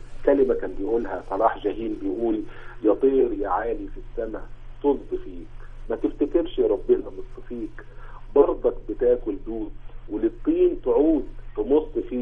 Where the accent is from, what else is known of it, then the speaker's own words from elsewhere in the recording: Egypt; إحنا عندنا في مصر مشروع قومي